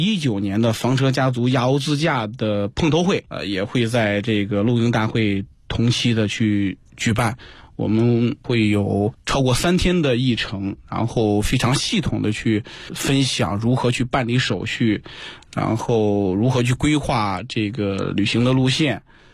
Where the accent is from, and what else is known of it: China